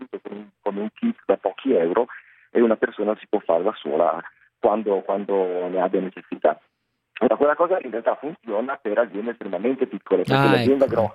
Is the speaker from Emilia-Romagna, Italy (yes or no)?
no; Padua, Veneto, Italy; born there; io sono nato nel 1982 a Padova. Ho ottenuto il diploma di liceo scientifico, sempre qui a Padova